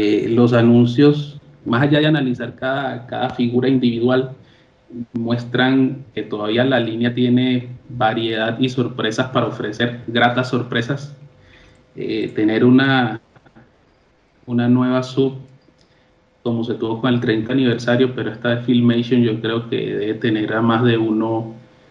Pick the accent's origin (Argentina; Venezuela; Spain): Venezuela; now in Colombia; venezolano desde Colombia.